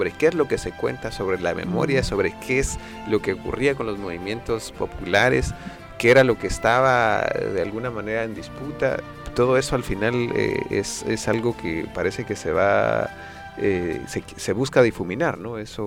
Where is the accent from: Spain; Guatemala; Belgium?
Guatemala; por comentar el contexto de donde vengo, ¿no? Guatemala al final se parece mucho a la situación chilena